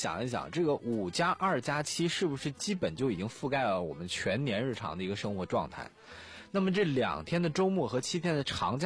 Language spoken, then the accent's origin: Chinese; Northeast China, China; 我举一个最浅显的例子，我们老家东北的。